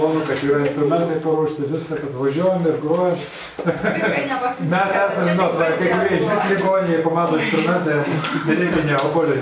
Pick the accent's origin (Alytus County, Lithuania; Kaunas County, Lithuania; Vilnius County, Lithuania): Kaunas County, Lithuania; Aš iš Kauno rajono.